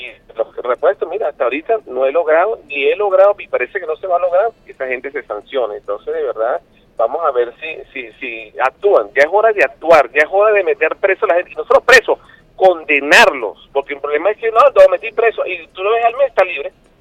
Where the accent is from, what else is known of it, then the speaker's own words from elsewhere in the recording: Venezuela; igual como lo sientes tú como venezolano, lo siento yo